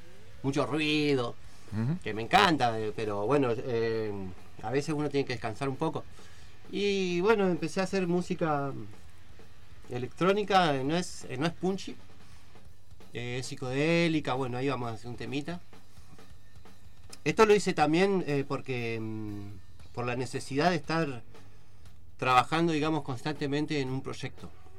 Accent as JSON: {"language": "Spanish", "town": "Mar del Plata", "region": "Buenos Aires Province", "country": "Argentina", "tie": "born or raised there", "also_born_or_lived": "Comodoro Rivadavia", "said": "Yo lo que me acuerdo de chico de Mar del Plata. Porque de ahí, yo nací nomás ahí."}